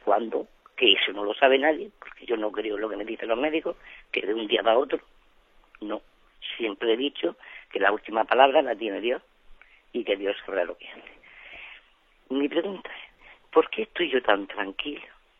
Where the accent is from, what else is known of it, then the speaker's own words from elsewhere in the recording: Almería, Andalusia, Spain; Soy de Almería y quería hacerle una pregunta.